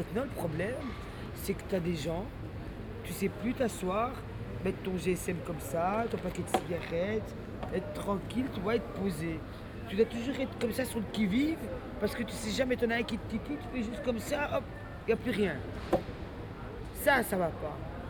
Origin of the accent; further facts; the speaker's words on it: Brussels, Brussels-Capital Region, Belgium; Je suis bruxelloise, moi je suis né ici à Bruxelles, ma famille c'est à Stalingrad.